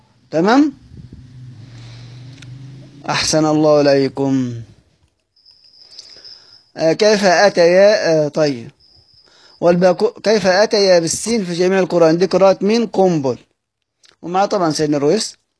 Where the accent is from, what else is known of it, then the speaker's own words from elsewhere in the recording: Egypt; هننتج لنا كلمة تانية إحنا كمصريين سهل بننطقها لأن إحنا متعودين على أصلا في اللغة بتاعتنا وفي اللهجة بتاعتنا